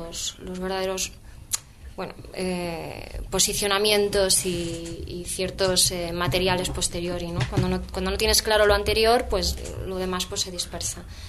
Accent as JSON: {"language": "Spanish", "town": "Madrid", "region": "Community of Madrid", "country": "Spain", "said": "Yo a nivel personal venía de la calle. Yo soy de Vallecas."}